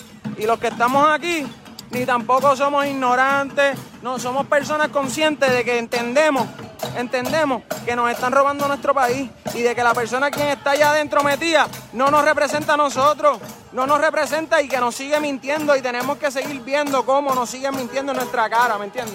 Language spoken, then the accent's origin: Spanish; Puerto Rico; todos nosotros somos puertorriqueños por igual.